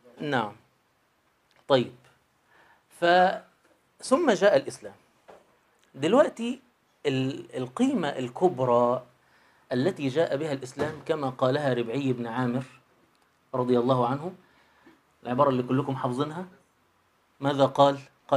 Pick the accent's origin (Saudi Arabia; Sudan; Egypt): Egypt; يعني مثلاً إحنا كشعب مصري، الشعب اللي عايش فيه 2020 دلوقتي